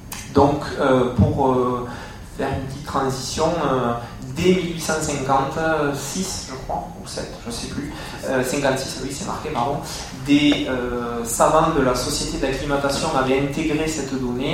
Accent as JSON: {"language": "French", "region": "Southwest France", "country": "France", "said": "plus vers chez moi, à Toulouse ou à Bordeaux"}